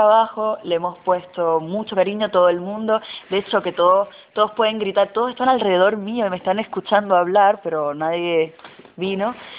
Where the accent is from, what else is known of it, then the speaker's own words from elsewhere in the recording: Puerto Rico; now in Argentina; Yo soy de Puerto Rico y en el colectivo hay gente de distintas partes.